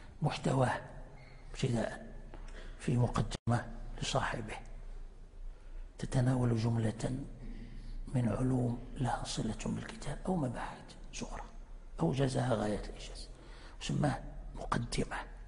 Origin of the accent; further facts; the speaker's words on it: Morocco; كان عندنا في المغرب هنا علماء في الجبل في وقت الاستعمار